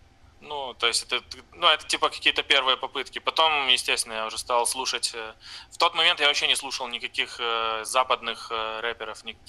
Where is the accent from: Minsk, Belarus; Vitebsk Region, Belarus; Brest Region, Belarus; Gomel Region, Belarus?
Brest Region, Belarus; Brest; now in Novorossiysk, Russia; я из Бреста, из Беларуси. Сейчас живу в Новороссийске, так как отсюда жена переехала. Ну, я не знаю, на совсем или нет.